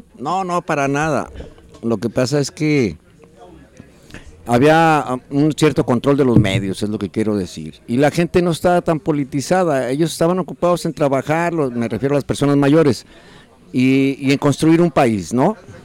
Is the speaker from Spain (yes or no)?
no; Mexico; O sea, todos somos mexicanos, pues.